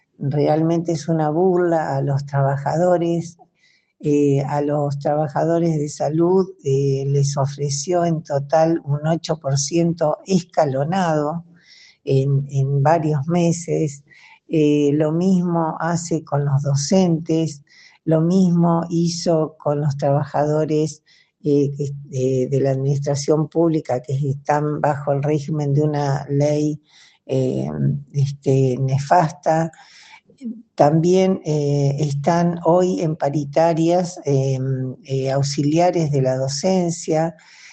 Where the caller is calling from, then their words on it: Chubut, Argentina; de Chubut, Patagonia, Argentina